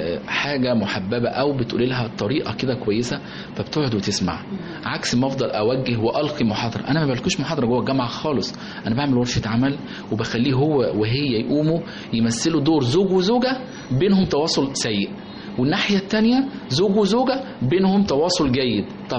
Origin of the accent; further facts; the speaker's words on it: Egypt; لأن احنا كمجتمع مصري مجتمع بيمتاز بالروابط الأسرية